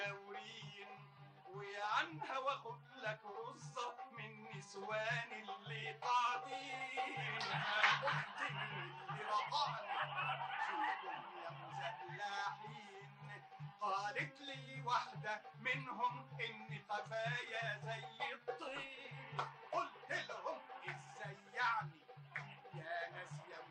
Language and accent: Arabic; Alexandria, Alexandria Governorate, Egypt; born there; سني مش هقول لكم عليه ولا أقول لكم 59 شهر طبعا، من مواليد الأسكندرية.